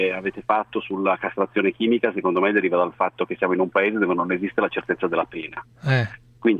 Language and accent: Italian; Milan, Lombardy, Italy; now in Venice, Italy; sono a Venezia ma sono di Milano.